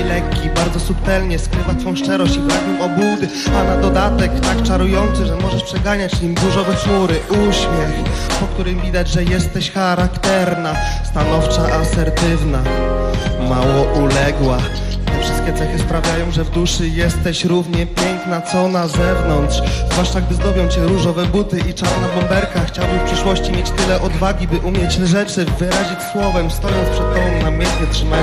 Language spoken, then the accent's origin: Polish; Łódź, Łódź Voivodeship, Poland; Przyjechaliśmy z Łodzi.